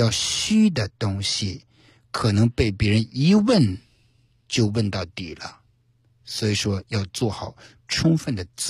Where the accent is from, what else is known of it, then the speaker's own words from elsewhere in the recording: China; 我们中国人对于面试这个谦虚和自信，这里面要有个度